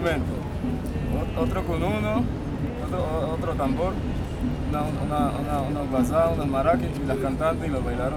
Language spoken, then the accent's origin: Spanish; Pacific region, Colombia; now in Bogotá, Colombia; Venimos del Pacífico colombiano